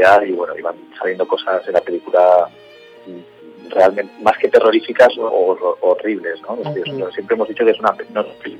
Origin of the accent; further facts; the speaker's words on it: Valencia, Valencian Community, Spain; Bueno, nosotros somos de Valencia